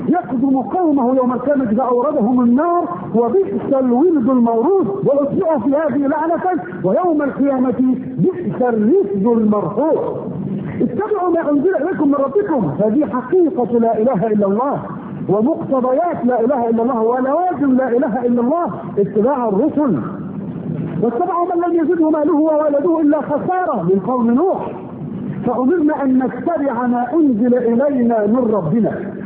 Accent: Egypt; في بلدنا مصر مثلا هانت بلدنا على الله

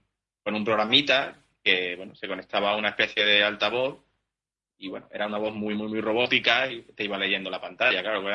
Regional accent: Badajoz, Extremadura, Spain; now in Seville, Spain; No, la verdad que soy de Badajoz.

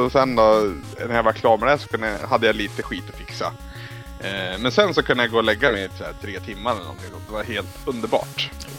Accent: Bollnäs, Gävleborg County, Sweden; När jag var hemma i Bollnäs

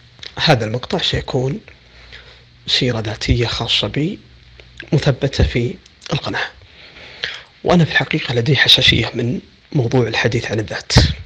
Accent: Riyadh, Riyadh Province, Saudi Arabia; من محافظة فيفا جنوب السعودية، لكن الولادة والنشأة والدراسة والإقامة في الرياض، من مواليد 1405 في شهر 8 الموافق 1985 ميلادي

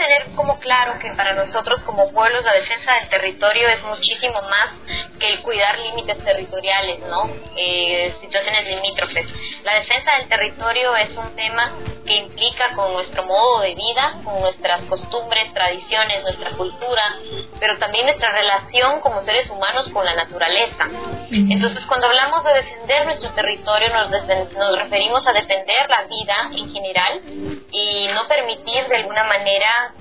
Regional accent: Totonicapán, Guatemala; soy una mujer de Totonicapán, Guatemala, maya quiché.

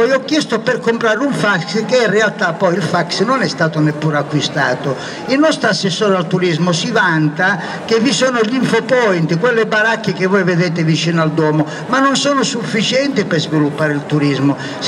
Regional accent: Milan, Lombardy, Italy; mi hanno chiesto da dove vieni, ho detto da Milano

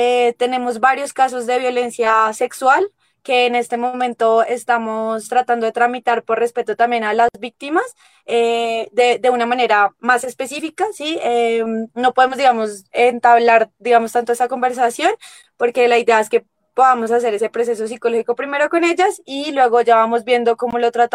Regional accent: Bogotá, Colombia; vengo, pues soy de Bogotá, nosotros estamos ubicados al suroccidente de Bogotá, en una localidad que se llama Kennedy, pero colinda con otra localidad del sur que se llama Bosa.

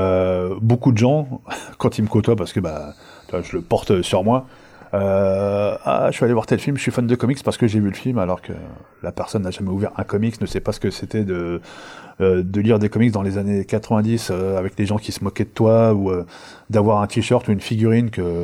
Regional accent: France; also born or lived in Algeria; je suis né en Algérie, j'ai toujours vécu en France

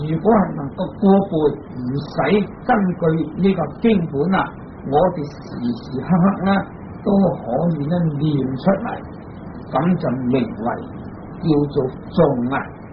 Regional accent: China; 我们中国人以此中国文字所写成的经典，我们才可以读诵。

